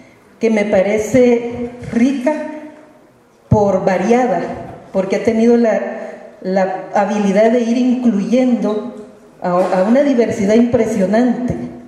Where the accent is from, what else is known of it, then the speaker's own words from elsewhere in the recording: El Salvador; de El Salvador